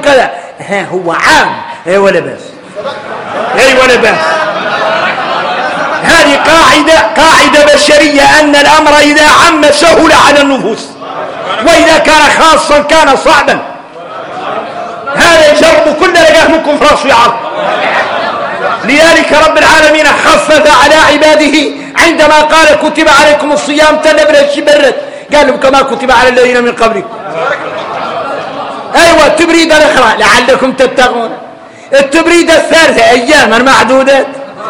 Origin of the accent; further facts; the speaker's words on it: Mauritania; نحن موريتاني